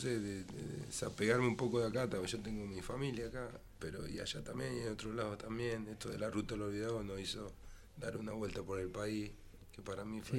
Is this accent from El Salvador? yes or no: no; La Plata, Buenos Aires Province, Argentina; ¿de dónde sos? No sé, de Estados Unidos no era. De Mississippi, de Chicago, no, era de La Plata.